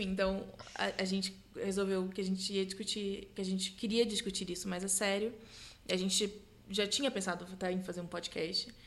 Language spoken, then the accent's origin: Portuguese; Brazil; Então, nós, como boas brasileiras e boas fãs de Harry Potter, nos perguntamos como seria aqui.